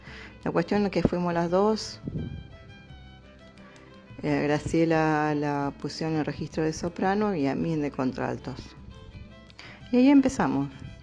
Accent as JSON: {"language": "Spanish", "town": "Rosario", "region": "Santa Fe", "country": "Argentina", "tie": "born or raised there", "also_born_or_lived": "Córdoba", "said": "cuando yo tenía 4 o 5 años, Graciela 3, más o menos, nos vinimos de Córdoba y nos instalamos en Rosario. Entonces no teníamos familia en Rosario."}